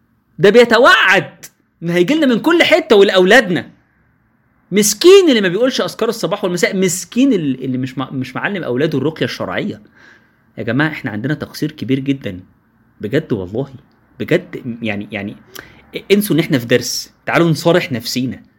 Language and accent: Arabic; Egypt; احنا كمصريين عندنا مشكلة،